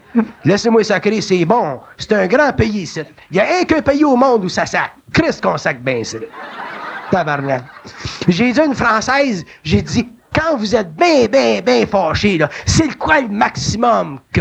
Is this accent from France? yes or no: no; Quebec, Canada; born there; je comprends pourquoi je suis né au Québec. J'avais besoin d'une langue pour supporter ma vibration.